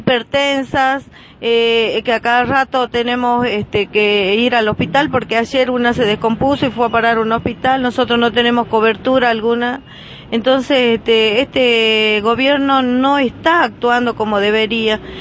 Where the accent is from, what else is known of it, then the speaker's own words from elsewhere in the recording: Argentina; si nosotros y los 44 somos ciudadanos argentinos?